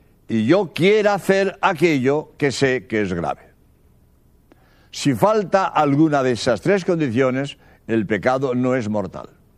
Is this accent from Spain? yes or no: yes; Spain; soy jesuita español